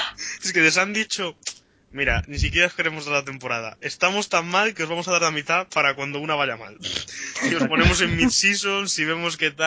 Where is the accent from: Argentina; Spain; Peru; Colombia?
Argentina; Soy argentino.